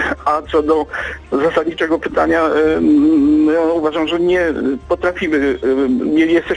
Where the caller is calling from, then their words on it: Gdańsk, Pomeranian Voivodeship, Poland; ja z Gdańska dzwonię i w Oliwie mamy niewielki strumyk